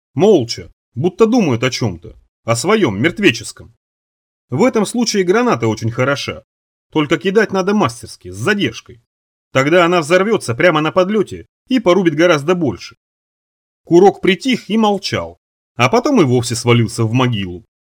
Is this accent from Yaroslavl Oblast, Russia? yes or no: yes; Rybinsk, Yaroslavl Oblast, Russia; born there; Вот у нас, ну, там, где я родился, в Рыбинске почти, там совсем по-другому все, не так.